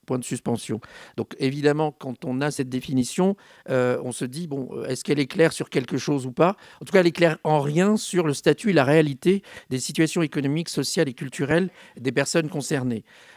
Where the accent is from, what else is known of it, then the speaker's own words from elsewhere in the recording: Paris, Île-de-France, France; Je suis parisien et belvillois.